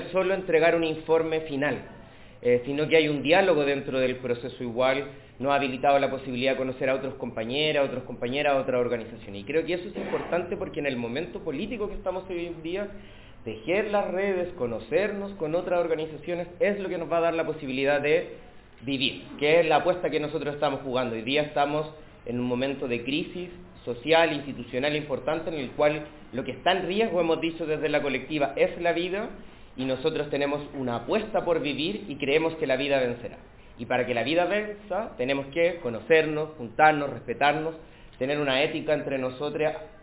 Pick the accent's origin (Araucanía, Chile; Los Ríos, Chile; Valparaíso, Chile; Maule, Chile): Araucanía, Chile; Temuco; venimos de Temuco, yo estoy en un tránsito en este momento en Santiago, pero nuestro activismo está allá, nos posicionamos desde